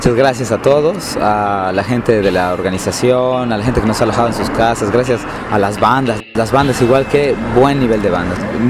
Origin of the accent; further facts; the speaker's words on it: Bolivia; porque por lo menos como bolivianos, incluso nosotros, así a veces somos bien sumisos